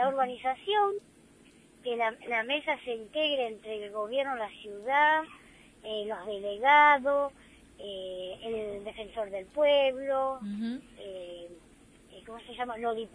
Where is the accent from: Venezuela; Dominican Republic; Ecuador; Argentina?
Argentina; como ciudadanos argentinos que somos nosotros